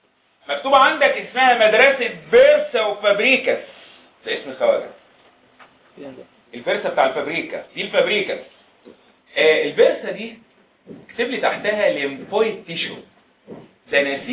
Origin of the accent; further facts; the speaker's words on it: Egypt; المدارس العسكريه عندنا في مصر خرجت دفعات كتيره